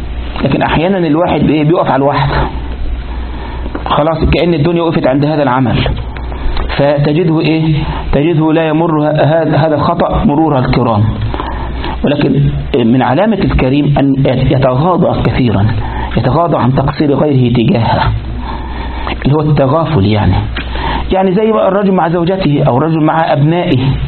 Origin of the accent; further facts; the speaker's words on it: Egypt; وعندنا في مصر وقد يكون في بعض البلدان أيضا